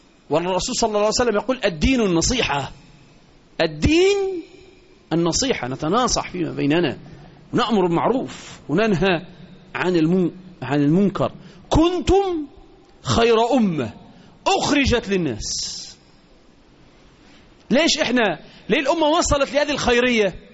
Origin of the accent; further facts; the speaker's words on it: Egypt; وإحنا كمصريين علينا عبء كبير